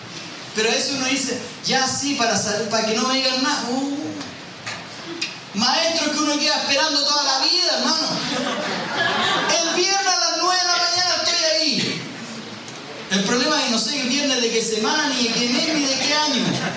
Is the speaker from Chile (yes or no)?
yes; Chile; Porque somos mentirosos como chilenos, ¿no?